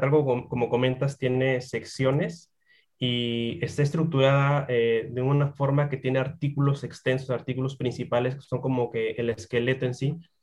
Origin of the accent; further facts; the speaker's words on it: Peru; y bueno, yo que soy de Perú, ¿no?